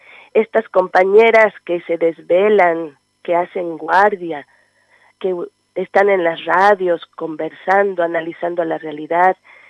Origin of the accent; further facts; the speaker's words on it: Chiapas, Mexico; Yo soy chiapaneca y estudiaba en la universidad